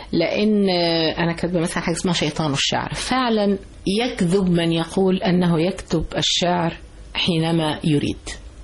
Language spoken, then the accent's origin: Arabic; Egypt; أنا ست مصرية بسيطة زي كل الستات المصريات، وبفخر أني كده، ولن أكون غير كده.